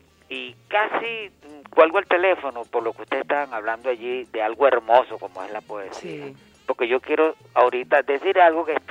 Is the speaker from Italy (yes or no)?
yes; Italy; yo soy italiano.